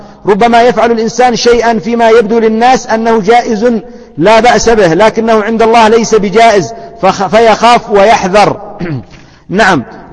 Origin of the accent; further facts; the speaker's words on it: Yemen; نحن اليمنيون نقول يصربونه، وهي لغة صحيحة